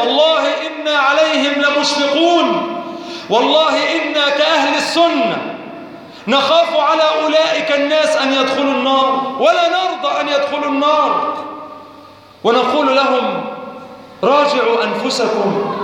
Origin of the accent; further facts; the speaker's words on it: Egypt; اللهم اجعل بلادنا مصر وبلاد المسلمين جميعا في أمن وأمان